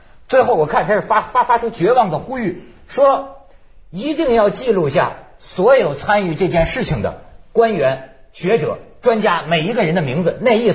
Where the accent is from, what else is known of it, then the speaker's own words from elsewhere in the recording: Shandong, China; 我的老家，我们老家先玩。